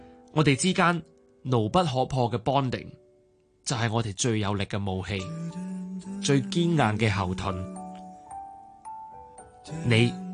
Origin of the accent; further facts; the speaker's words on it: Hong Kong; 我是香港人，经历这几个月啦